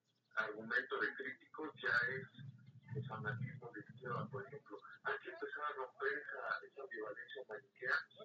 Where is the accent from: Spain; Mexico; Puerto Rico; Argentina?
Mexico; como ciudadanos, como mexicanos